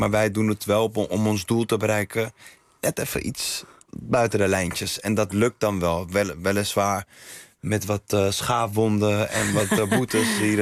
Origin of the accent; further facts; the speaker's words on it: Amsterdam, North Holland, Netherlands; Ik kom uit Amsterdam-Oost in de jaren 80. 87 ben ik geboren.